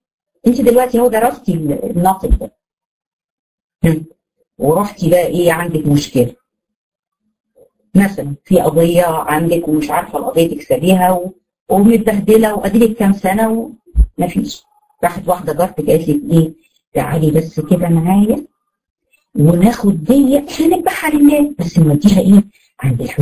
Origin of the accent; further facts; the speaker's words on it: Egypt; زي ما هنا عندنا في مصر